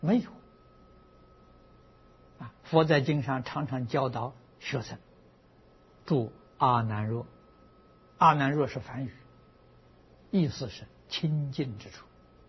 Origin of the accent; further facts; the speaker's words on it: Anhui, China; 我小时候，我的家乡离九华山很近，走路要走三天呢。